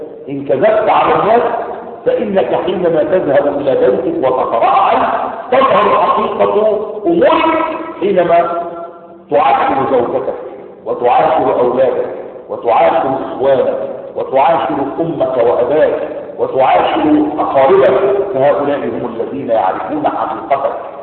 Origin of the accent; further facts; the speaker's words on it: Egypt; زي ما العوام عندنا في مصر يقولون